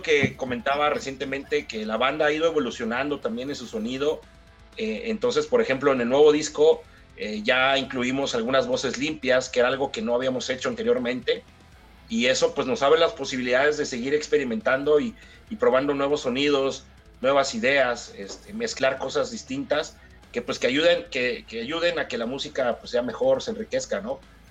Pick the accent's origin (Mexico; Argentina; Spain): Mexico; Chiapas; yo nací en Chiapas y crecí con la marimba